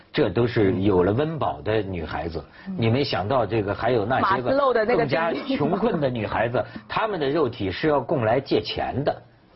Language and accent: Chinese; China; 说我们大陆人